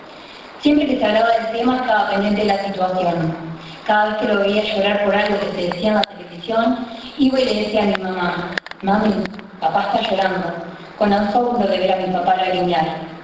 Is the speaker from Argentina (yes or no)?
yes; Argentina; Porque soy argentina y la siento argentina.